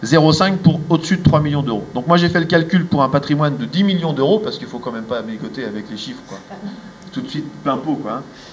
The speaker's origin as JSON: {"language": "French", "town": "Orléans", "region": "Centre-Val de Loire", "country": "France", "said": "J'ai pris le cas du Loiret parce que moi je viens d'Orléans."}